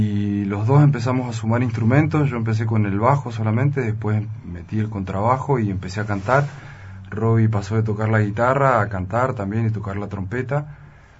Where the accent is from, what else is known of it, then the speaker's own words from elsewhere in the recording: Mendoza, Argentina; Yo hace muy poco que vivo acá, hace 3 años apenas. Yo soy mendocino.